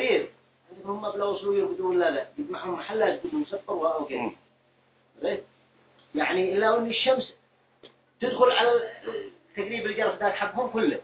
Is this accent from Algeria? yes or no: no; Taiz, Taiz Governorate, Yemen; في ناس يقولوا في اليمن الأسفل يعني هنا عندنا في تعز